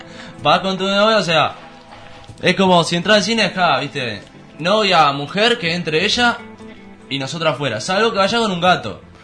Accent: Uruguay; Yo soy uruguayo, soy exótico.

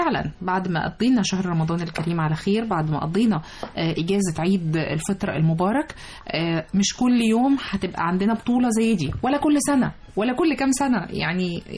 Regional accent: Egypt; وكلنا بنفتخر ونقول انا مصري

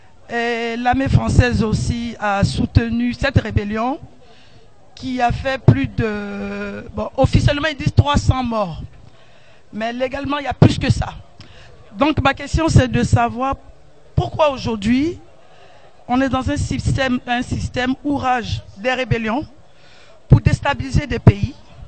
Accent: Côte d’Ivoire; now in France; Moi, je suis française d'origine de la Côte d'Ivoire.

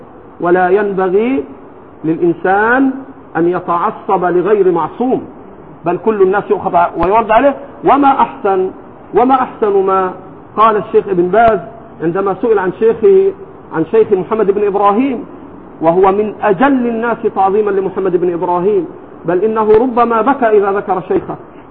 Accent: Egypt; لكن عندنا في مصر الآن

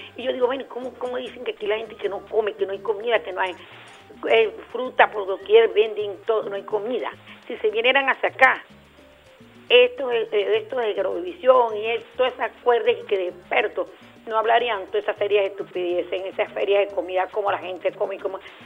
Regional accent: Venezuela; nosotros los venezolanos

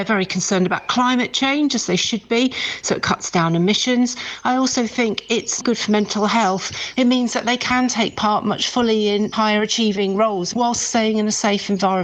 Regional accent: Guernsey; from Guernsey.

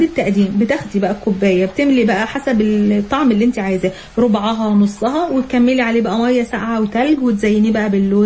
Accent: Egypt; والله حتى لو مالي بالثوم عندنا في مصر

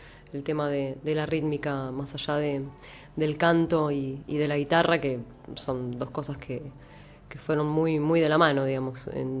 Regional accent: Viedma, Río Negro, Argentina; tengo casi 34 años. Soy la menor de dos hermanas, nacida y criada en Viedma, Río Negro.

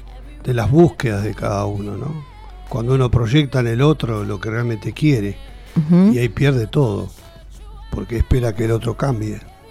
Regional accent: Uruguay; yo soy uruguayo, pero mamá argentina, y estamos acá. Desde el año 78, 76, 76, 77, ya estábamos acá.

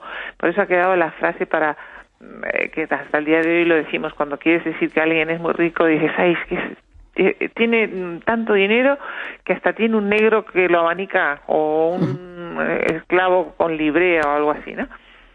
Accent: Uruguay; yo soy uruguaya

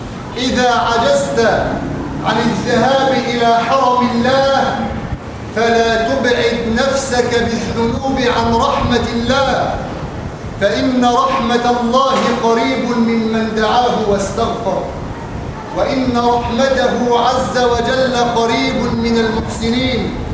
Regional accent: Egypt; اللهم اجعل بلادنا مصر آمنة مطمئنة سخاء رخاء

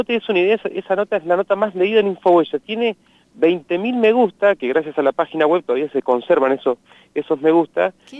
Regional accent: Telén, La Pampa, Argentina; Y era una señora que yo conozco, porque soy de Telén

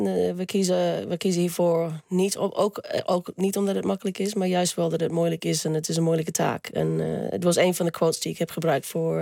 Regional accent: Australia; now in Netherlands; Maar dat doet me altijd denken aan Australië als ik de geur...

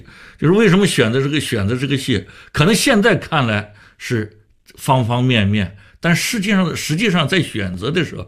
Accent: Shanghai, China; 我发现北京人也做过我们上海人的戏啊

